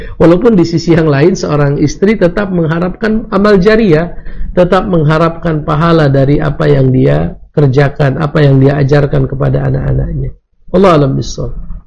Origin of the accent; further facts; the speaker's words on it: Indonesia; Saya bukan orang Hamas. Saya orang Indonesia.